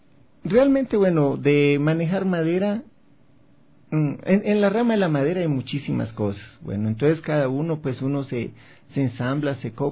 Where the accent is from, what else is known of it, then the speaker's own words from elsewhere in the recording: Cali, Valle del Cauca, Colombia; also born or lived in Pereira; Estuvimos en Cali, que fue mi nacimiento, mi niñez. De ahí nos fuimos a la ciudad de Pereira, Risaralda, una ciudad muy bonita